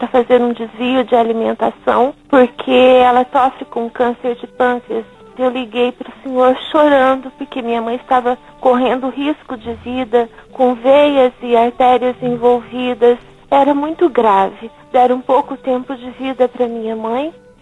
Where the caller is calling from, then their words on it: Maringá, Paraná, Brazil; Sou de Maringá, Paraná, e ligo com muita alegria no coração.